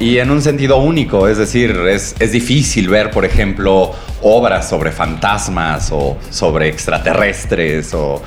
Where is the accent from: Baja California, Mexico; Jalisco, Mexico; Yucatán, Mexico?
Baja California, Mexico; also born or lived in Xalapa; Y yo soy de Baja California y vivo aquí desde hace 2 años y antes viví en Jalapa.